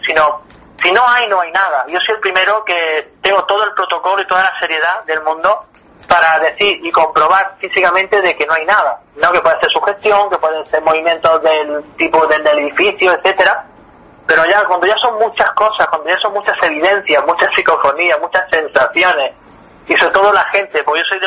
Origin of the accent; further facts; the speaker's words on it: Granada, Andalusia, Spain; now in Málaga, Spain; vivo en Málaga actualmente, ¿no? Aunque soy de Granada, llevo ya aquí 12 años viviendo en Málaga. Y he estado 10 años en Nerja